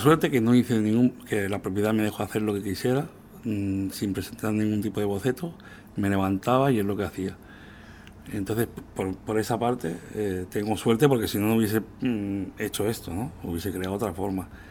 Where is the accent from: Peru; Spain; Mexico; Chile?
Spain; Balearic Islands; como soy mallorquín, porque la gente no se cree